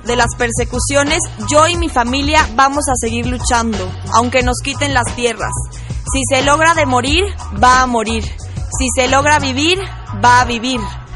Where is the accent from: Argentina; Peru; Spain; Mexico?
Mexico; porque nosotros también somos mexicanos.